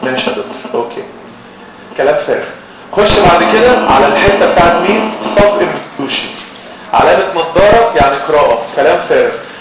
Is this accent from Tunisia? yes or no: no; Egypt; ودي مأساة عندنا في مصر